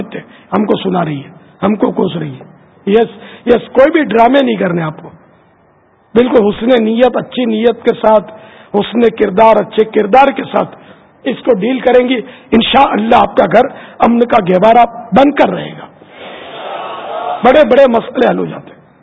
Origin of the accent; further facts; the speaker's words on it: Pakistan; born there; میں اس وطن میں پیدا ہوا ہوں پاکستان میں